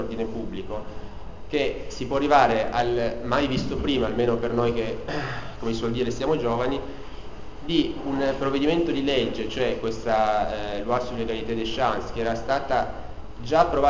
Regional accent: Piedmont, Italy; declinare da piemontese

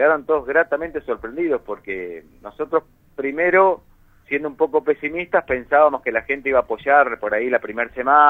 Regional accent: Buenos Aires Province, Argentina; Yo soy nativo de acá.

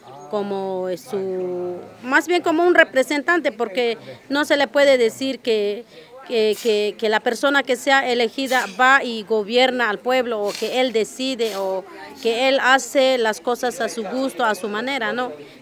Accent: Coquiltel, Chiapas, Mexico; en este momento estamos en mi región, que es la región Chich. Mi comunidad se llama Coquiltel.

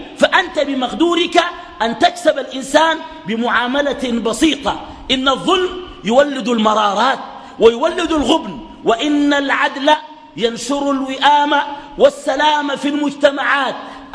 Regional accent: Sudan; بعد بروز فتنة دارفور عندنا في السودان

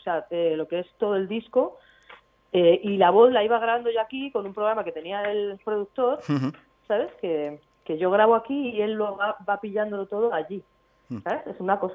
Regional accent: Madrid, Community of Madrid, Spain; born there; now in Barcelona, Spain; mis dos ciudades, que son donde nací, que es en Madrid, y donde vivo, que es aquí en Barcelona.

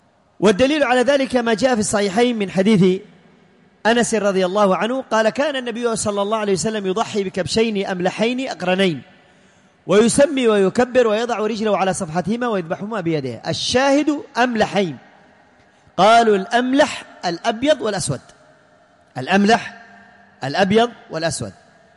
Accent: Yemen; الذكر عندنا في اليمن أغلى ثمنا من الأنثى

